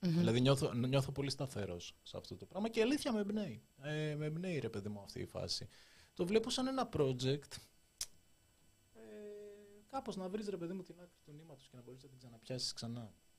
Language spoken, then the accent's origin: Greek; Nea Smyrni, Attica, Greece; Νέα Σμύρνη.